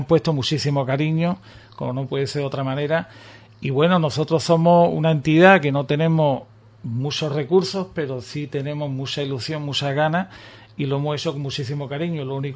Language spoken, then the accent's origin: Spanish; Ubrique, Andalusia, Spain; A mí me encantaría que mi pueblo, la mayoría de la gente de Ubrique